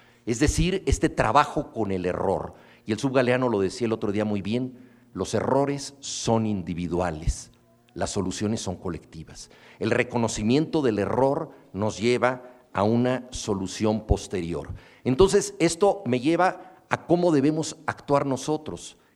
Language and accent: Spanish; Mexico; como buenos mexicanos, nosotros sabíamos que queríamos darle un rango épico a la impuntualidad